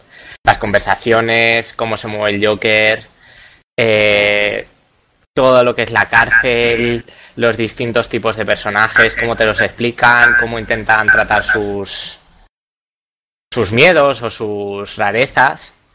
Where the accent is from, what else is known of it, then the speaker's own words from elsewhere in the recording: La Eliana, Valencian Community, Spain; soy de Valencia, de un pueblecito llamado La Liana. Tengo 24 años.